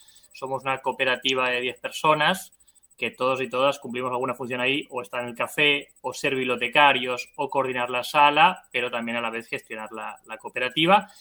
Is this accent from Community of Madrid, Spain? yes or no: no; Barcelona, Catalonia, Spain; now in Argentina; soy de Barcelona, vivo en Argentina hace 15 años.